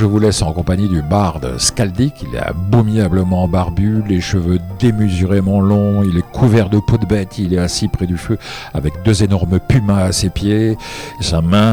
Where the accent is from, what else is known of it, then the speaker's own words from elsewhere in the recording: Gascony, France; Comme on dit chez moi en Gascogne pour se saluer en partant